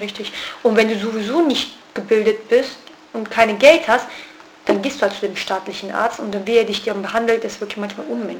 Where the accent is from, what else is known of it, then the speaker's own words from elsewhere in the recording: Kurdish region, Turkey; German is a second language; von der ganzen Türkei kann ich wirklich nicht sprechen. Ich kann ja nur vom kurdischen Gebiet sprechen, wo ich herkomme.